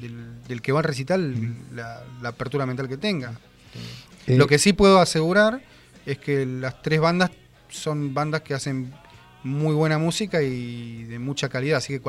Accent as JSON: {"language": "Spanish", "town": "Punta Alta", "region": "Buenos Aires Province", "country": "Argentina", "tie": "born there", "lives_now": "Bahía Blanca, Argentina", "said": "Yo nací allá, sí. En el 2000 ya nos mudamos."}